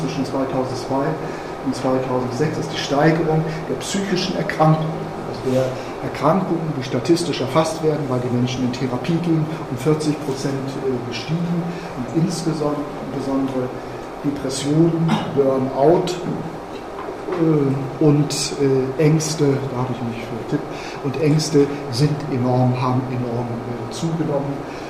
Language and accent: German; Mönchengladbach, North Rhine-Westphalia, Germany; Ich komme aus Mönchengladbach, habe ich ja vorhin gesagt.